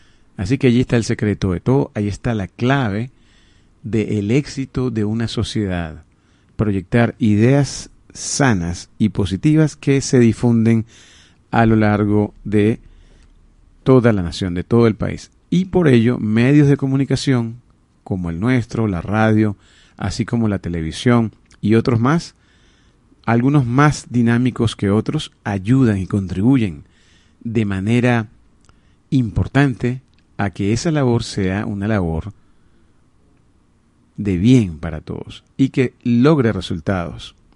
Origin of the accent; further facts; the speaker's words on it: Venezuela; de todo aquello que nos atañe como venezolanos, nuestra identidad, nuestro gentilicio, nuestra forma de ser